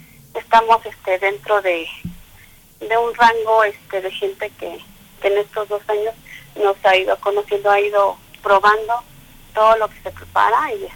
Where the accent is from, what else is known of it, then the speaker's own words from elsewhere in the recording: Mexico City, Mexico; Mira, realmente yo nací en el Distrito Federal.